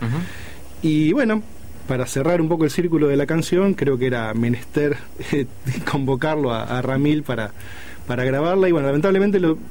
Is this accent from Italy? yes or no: no; Ramallo, Buenos Aires Province, Argentina; born there; En Ramallo, es en el lugar donde yo nací